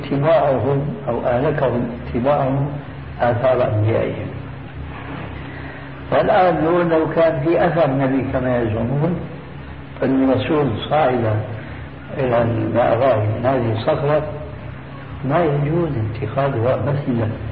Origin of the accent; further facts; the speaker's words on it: Damascus, Damascus Governorate, Syria; دمشقي آمين. فأنا زرت القدس